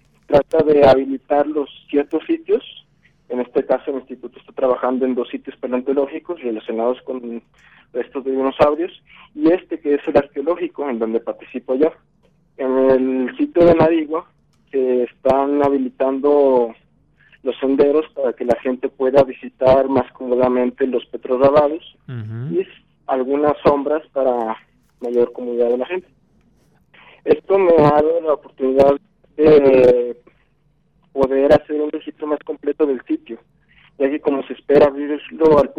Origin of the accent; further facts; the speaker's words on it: Valparaíso, Zacatecas, Mexico; Bueno, yo soy de Valparaíso, Zacatecas.